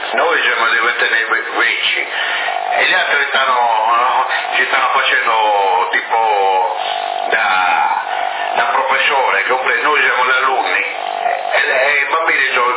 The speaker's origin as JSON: {"language": "Italian", "town": "Sassari", "region": "Sardinia", "country": "Italy", "tie": "born or raised there", "said": "mia madre è Teresa, dunque non sono sassarese puro, capito? Sono nato a Sassari, però non sono proprio sassarese"}